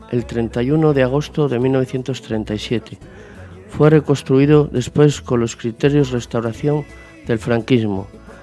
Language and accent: Spanish; Torrelavega, Cantabria, Spain; born there; Por cierto, yo nací en Torrelavega.